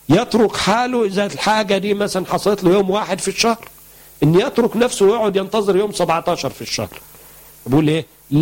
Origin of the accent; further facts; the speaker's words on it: Egypt; الكركديه مشهور عندنا في مصر ان بينزل الضغط